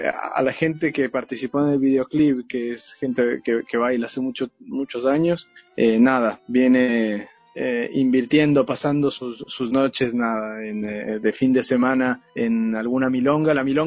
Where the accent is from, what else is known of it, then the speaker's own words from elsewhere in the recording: Ecuador; estamos …, … y yo, que somos ecuatorianos